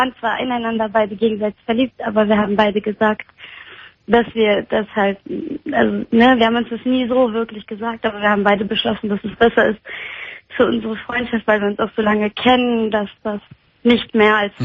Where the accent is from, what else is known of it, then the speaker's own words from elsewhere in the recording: Poland; Also in unserer Heimat. Wir sind beide aus Polen.